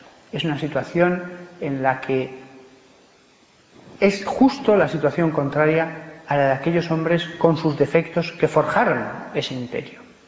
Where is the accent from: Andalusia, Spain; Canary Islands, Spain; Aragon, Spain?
Aragon, Spain; Pues el egoísmo, y yo soy aragonés, dijeron que se vaya al mar.